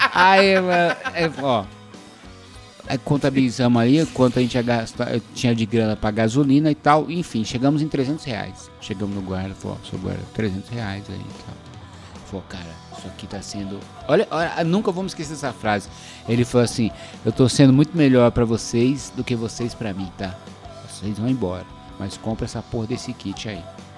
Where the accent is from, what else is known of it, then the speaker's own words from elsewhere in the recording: São Paulo, Brazil; a gente saiu, a gente é de São Paulo, a gente saiu sem essa porcaria desse kit.